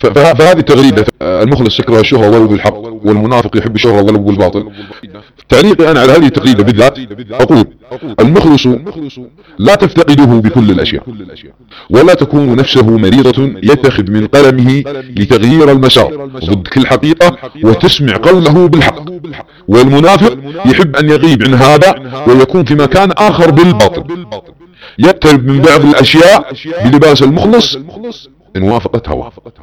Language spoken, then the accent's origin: Arabic; Saudi Arabia